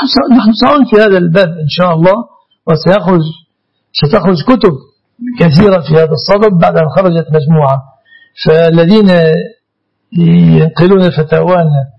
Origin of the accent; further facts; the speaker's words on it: Egypt; يعني يسميه الناس في بلادنا مصر